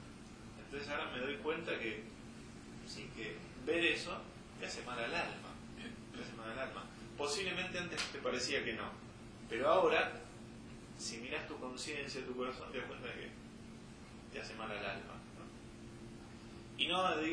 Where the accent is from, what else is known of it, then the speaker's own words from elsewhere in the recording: Buenos Aires, Argentina; now in Serrezuela, Argentina; Yo, por ejemplo, yo crecí en Buenos Aires. Evidentemente, ahora vivo en Serrazuela.